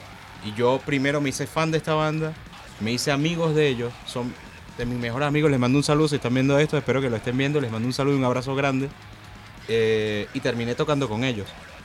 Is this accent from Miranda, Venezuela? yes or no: yes; Los Teques, Miranda, Venezuela; Yo vengo de una ciudad que queda al lado de Caracas, yo vengo de la ciudad de Los Teques